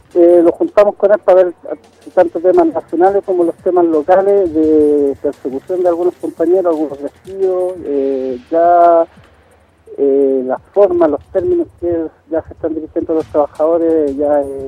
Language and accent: Spanish; Puerto Rico; yo soy puertorriqueño, mi familia se viene de acá, mis vecinos